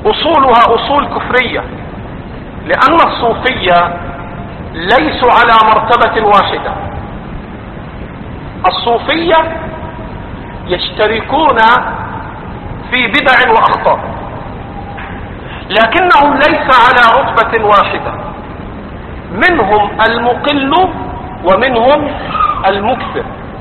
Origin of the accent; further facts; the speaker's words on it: Egypt; أما دول اللي عندنا في مصر قاعدين